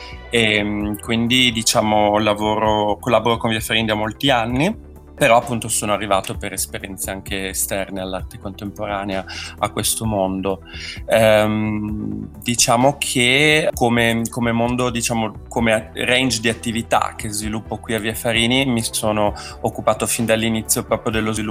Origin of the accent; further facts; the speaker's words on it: Veneto, Italy; now in Milan, Italy; No, io sono veneto, però ho studiato filosofia a Pavia, quindi diciamo vivo a Milano veramente da moltissimi anni.